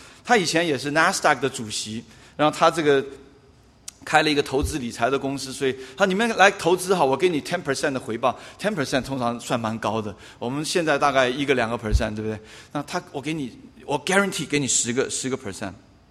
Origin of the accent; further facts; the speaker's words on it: China; 不要想到我们中国人讲的那个塔玛哈